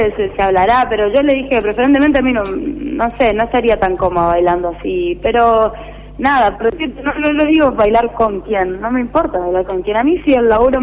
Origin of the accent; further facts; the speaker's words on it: Corrientes, Argentina; obviamente de dónde soy, que yo digo soy de Corrientes